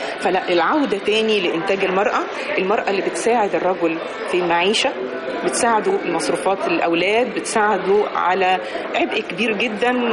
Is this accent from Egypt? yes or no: yes; Egypt; طبعنا كمصريين دائما أبدا بيحط المرأة في منزلة تانية.